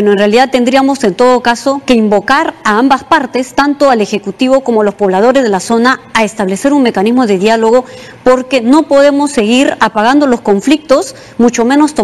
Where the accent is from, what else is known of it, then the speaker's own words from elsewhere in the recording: Peru; no solo atenta contra nuestra soberanía como peruanos, como país